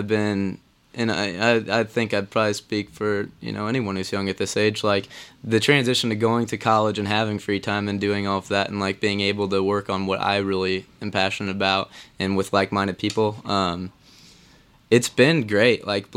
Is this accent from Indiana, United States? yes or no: yes; Indianapolis, Indiana, United States; Indianapolis.